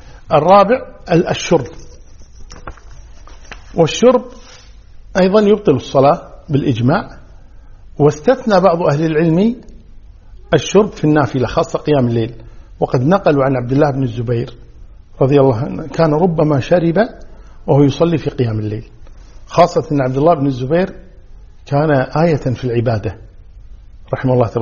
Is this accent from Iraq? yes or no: no; Kuwait; عندنا في الكويت جنوب غرب